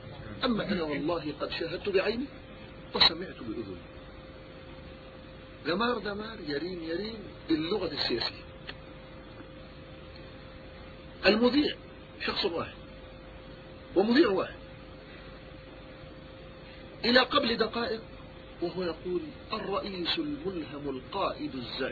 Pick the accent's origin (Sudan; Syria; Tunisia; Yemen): Yemen; وهناك نكتة عندنا في اليمن